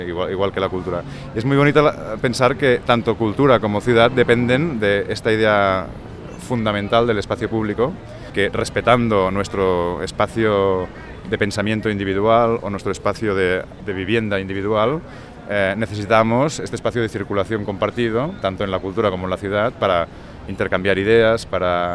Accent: Barcelona, Catalonia, Spain; soy arquitecto de Barcelona.

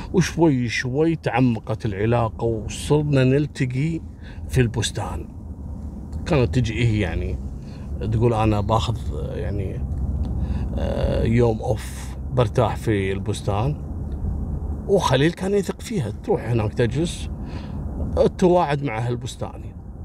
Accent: Kuwait; عندنا في الكويت

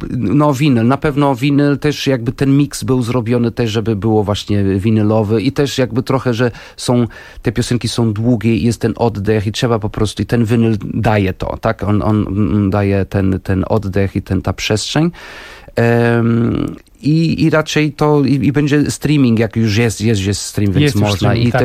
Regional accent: Porto, Norte, Portugal; Polish is a second language; also born or lived in Wrocław; now in Warsaw, Poland; No w Warszawie jestem od 8 i faktycznie we Wrocławiu mieszkałem 10 lat, bo jestem wrocławianinem z Polski. Jestem wrocławianinem z Porto.

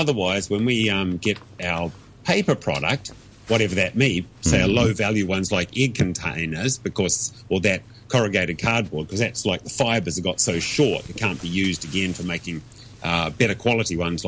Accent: New Zealand; now in Hong Kong; No drinkies this week, but can I do a sly promotion as a Kiwi?

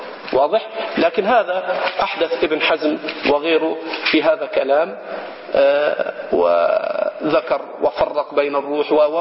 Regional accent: Egypt; وهذا خطأ شائع عندنا في مصر، فإنه لا تكاد تسمع في بلادنا في مصر

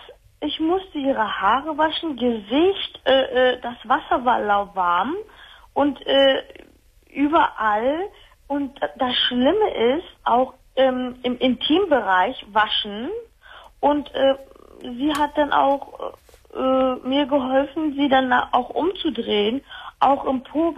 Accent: Turkey; der Name sagt ja schon was. Ich komme aus der Türkei.

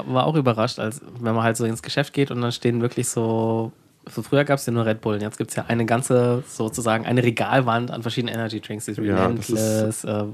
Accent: Germany; ich glaube, als halt Deutscher ist nicht so schwer, der reichste Mann Österreichs zu sein.

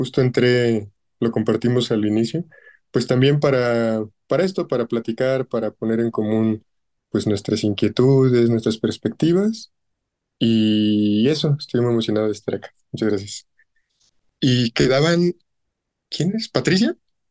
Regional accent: Nayarit, Mexico; now in Mexico City, Mexico; Yo soy de Nayarit. Vivo acá en el DF, o Ciudad de México. Ahorita estudio, bueno, yo estudié biología, ecología.

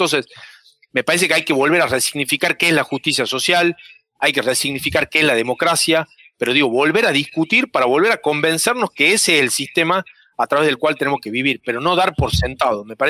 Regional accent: Argentina; lo que hablan de nuestra identidad como Argentina en el mundo.

